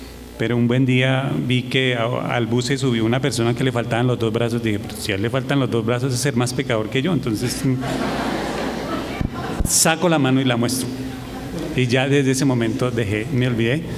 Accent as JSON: {"language": "Spanish", "country": "Colombia", "said": "y como buenos colombianos llegábamos a las 10:30 o 11 para salir rápido y temprano"}